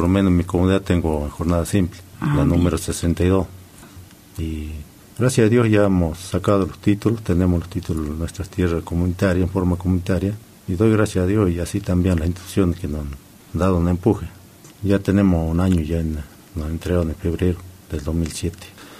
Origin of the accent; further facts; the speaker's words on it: Argentina; Aquí todos somos argentinos, pienso que tenemos el mismo derecho que tienen los que están en la capital federal